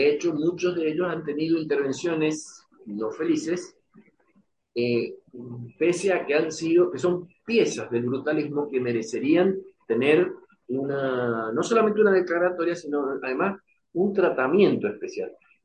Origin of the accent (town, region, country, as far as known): Mendoza, Argentina